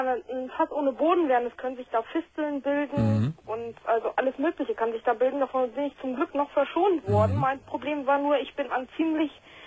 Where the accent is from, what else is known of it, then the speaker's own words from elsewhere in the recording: Lower Saxony, Germany; Ich komme aus der Nähe von Hannover.